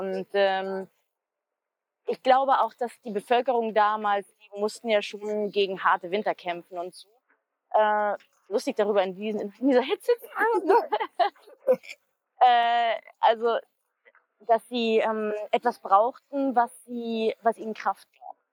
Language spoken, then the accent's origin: German; Sweden; Also ich bin in Schweden aufgewachsen